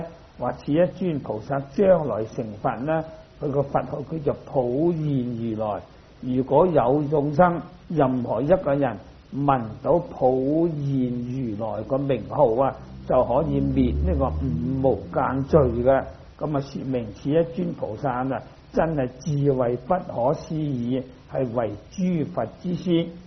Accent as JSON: {"language": "Chinese", "region": "Guangdong", "country": "China", "said": "我是廣東人，標準廣東話就讀室利"}